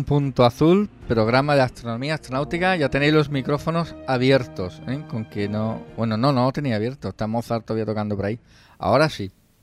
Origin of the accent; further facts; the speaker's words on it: Andalusia, Spain; Para la gente de Jerez y los andaluces que ceceamos, que se nos escapa la radio